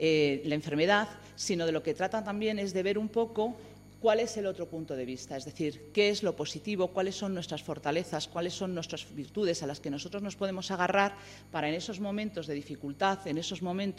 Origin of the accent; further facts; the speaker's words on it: Madrid, Community of Madrid, Spain; también tengo mis raíces andaluzas, sino porque efectivamente yo soy de barrio. Yo soy de un barrio, yo soy de Villaverde, un barrio de Madrid, que para los que no lo conozcáis, pues es similar en las características de Carabanchel y de otros tipos de barrios